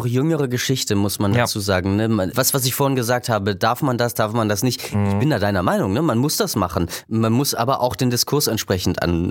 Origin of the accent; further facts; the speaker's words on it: Germany; Und meine Kindheit hat natürlich in der DDR stattgefunden